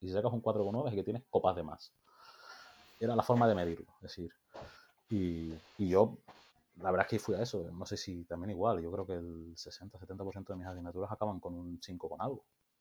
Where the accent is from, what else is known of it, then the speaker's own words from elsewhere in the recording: Canary Islands, Spain; es que soy de Tenerife